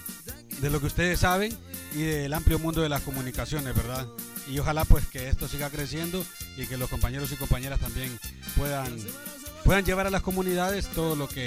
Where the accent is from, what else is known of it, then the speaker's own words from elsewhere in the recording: San Pedro Sula, Cortés, Honduras; venimos de San Pedro Sula y la verdad que es una experiencia muy bonita